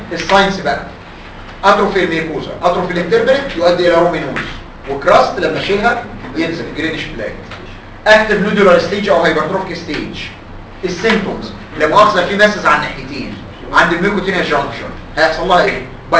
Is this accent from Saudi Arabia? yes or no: no; Egypt; انتوا عارفين ان اللي بيقولوا علينا كده كمصريين